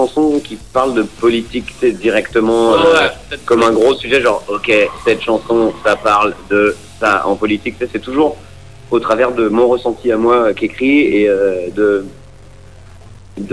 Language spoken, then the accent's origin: French; Paris, Île-de-France, France; Eh bien, on est, nous, on vient de Paris, région parisienne.